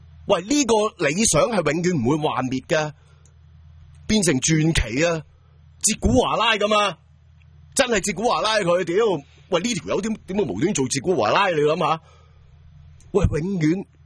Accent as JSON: {"language": "Cantonese", "country": "Hong Kong", "said": "我哋香港人"}